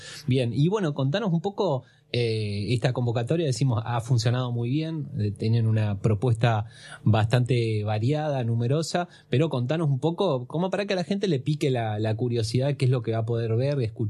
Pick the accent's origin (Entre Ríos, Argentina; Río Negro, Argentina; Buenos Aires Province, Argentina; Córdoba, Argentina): Buenos Aires Province, Argentina; Bahía Blanca; Pero todos los que somos de Bahía Blanca creo que lo entendemos.